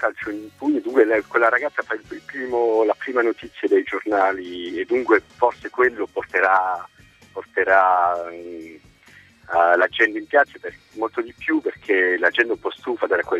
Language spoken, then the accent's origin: Italian; Belgium; Sono belga, i miei genitori erano italiani immigrati.